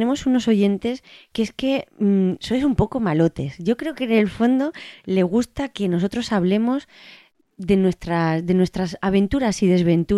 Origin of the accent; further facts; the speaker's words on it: Mexico; que desde luego que te digo que como mexicana valoramos muchísimo